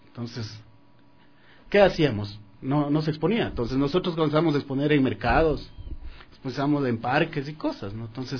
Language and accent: Spanish; Riobamba, Chimborazo, Ecuador; he expuesto lógicamente en mi tierra en Riobamba